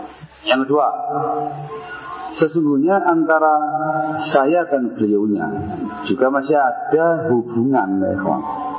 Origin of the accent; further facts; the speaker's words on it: Sidayu, East Java, Indonesia; Saya asli orang Sidayu Gresik, Jawa Timur.